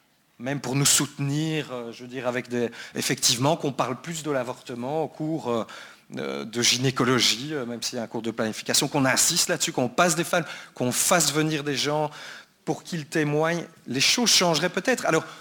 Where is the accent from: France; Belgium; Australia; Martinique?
Belgium; Brussels, Brussels-Capital Region; Je viens de Bruxelles aussi.